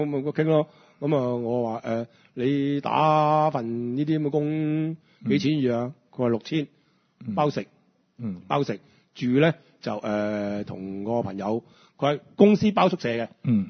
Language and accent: Cantonese; Hong Kong; 一路以來即係我哋香港人都唔識用外圍女呢三個字嚟形容呢啲女仔